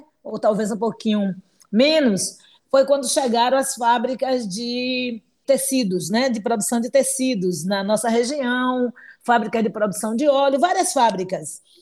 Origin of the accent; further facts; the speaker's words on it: Salvador, Bahia, Brazil; Eu nasci, sou de Salvador, Bahia, sou nativa dessa cidade, como a gente costuma chamar, soteropolitana, e sou soteropolitana da Cidade Baixa, da Península de Itapajipe.